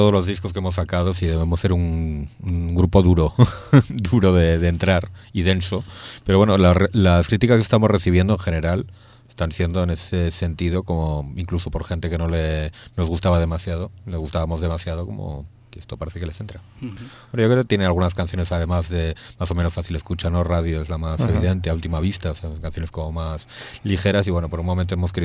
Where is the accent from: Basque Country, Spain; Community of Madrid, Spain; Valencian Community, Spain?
Basque Country, Spain; Portugalete; desde luego la ciudad de mi infancia y la ciudad actual, pues, no creo que es otra ciudad. Sobre todo mi pueblo, Portugalete, pues, ha cambiado enormemente.